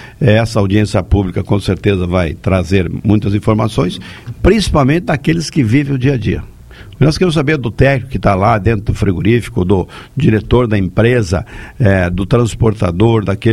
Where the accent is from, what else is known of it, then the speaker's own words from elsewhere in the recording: Chapecó, Santa Catarina, Brazil; como catarinense, como chapecoense